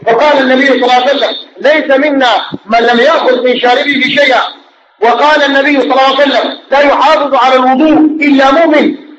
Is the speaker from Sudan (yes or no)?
yes; Sudan; نحن كسودانيين فينا علم